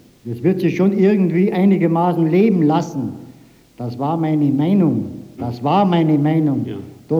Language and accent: German; Munich, Bavaria, Germany; Ich komme aus Westdeutschland und zwar aus München.